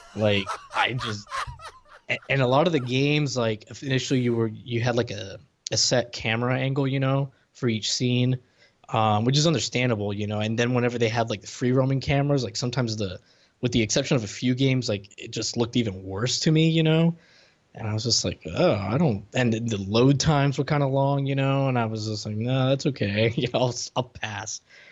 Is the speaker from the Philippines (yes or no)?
no; Puerto Rico; So I grew up in Puerto Rico